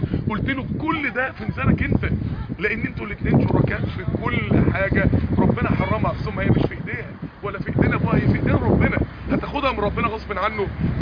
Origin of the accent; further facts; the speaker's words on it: Mansoura, Dakahlia, Egypt; اقول له بص انا من المنصوره اصلا، يعني انا ربنا جايبني هنا 3 ساعات عشانك